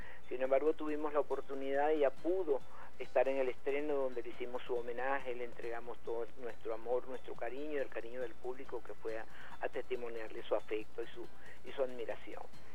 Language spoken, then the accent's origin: Spanish; Río Caribe, Sucre, Venezuela; Y en lo amateur, desde los 6 años en mi pueblo Río Caribe, pues haciendo lo que se llama ahora teatro de calle.